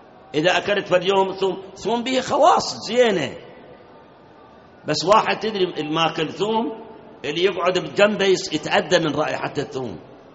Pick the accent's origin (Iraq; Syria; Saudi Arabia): Iraq; فد مرة ركبنا سيارة تاكسي في مكة، عرف إحنا عراقيين